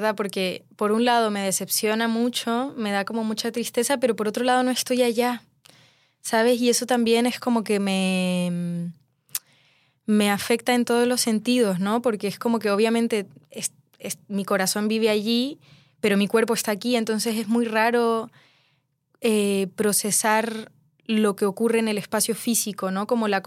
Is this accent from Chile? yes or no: yes; Chile; moved away; El hecho de que yo pueda estar en esta ciudad siendo chilena, siendo migrante y dedicarme a la música